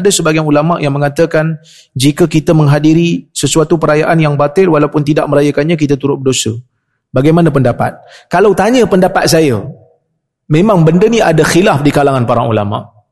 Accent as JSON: {"language": "Malay", "region": "Perak", "country": "Malaysia", "said": "Saya orang Perak. Perak pun tak boleh."}